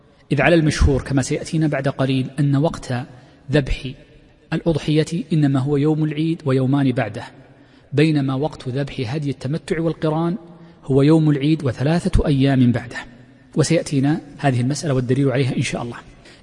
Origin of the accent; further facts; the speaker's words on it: Saudi Arabia; وفي لهجتنا الدارجة عند كثير من مناطق في المملكة يكسرون الهمز، وهي لغة عربية فصيحة.